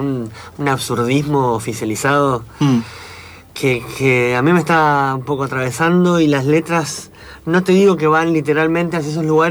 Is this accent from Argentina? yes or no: yes; Tierra del Fuego, Argentina; also born or lived in Córdoba, Argentina; mis viejos son sanjuaninos, yo nací en Córdoba y me crié en Tierra del Fuego.